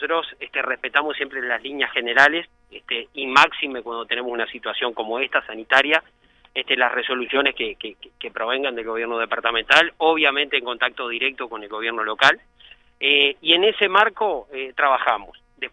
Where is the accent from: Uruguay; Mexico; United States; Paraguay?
Uruguay; San Carlos, Maldonado; born there; also born or lived in Garzón; yo, si bien soy nacido en San Carlos, viví mucho tiempo en Garzón